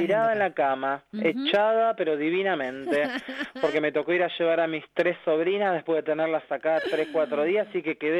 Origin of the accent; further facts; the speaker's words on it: La Matanza, Buenos Aires Province, Argentina; Acá yo soy de La Matanza